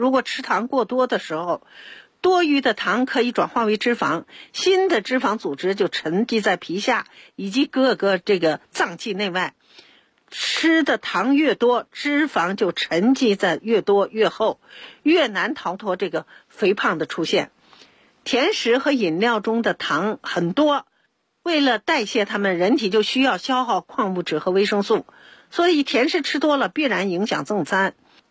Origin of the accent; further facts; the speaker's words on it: Beijing, China; 咱们北京人